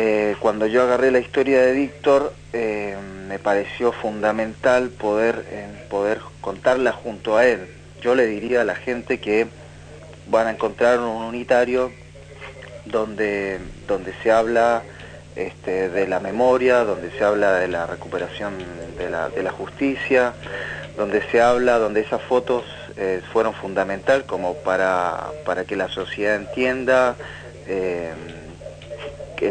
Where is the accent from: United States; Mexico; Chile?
Chile; now in Argentina; Yo vengo de Chile, soy director chileno